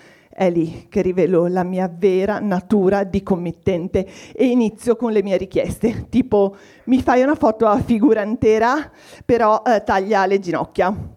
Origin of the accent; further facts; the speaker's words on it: Liguria, Italy; born there; now in Milan, Italy; però io sono nata a Ligure, quindi sono particolarmente oculata nei confronti dei soldi che escono dalle mie tasche, ma vivo anche a Milano da 20 anni